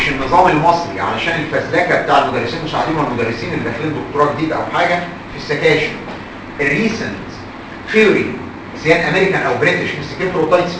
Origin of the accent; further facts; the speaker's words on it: Egypt; الغلطه عندنا في مصر بعض الدكاتره